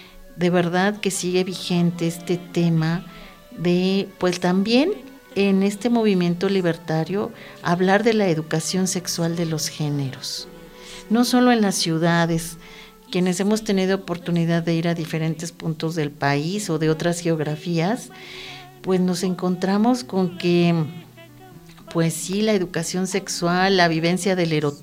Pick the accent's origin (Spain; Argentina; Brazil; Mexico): Mexico; Mexico City; moved away; yo vengo de la Ciudad de México hace 6 años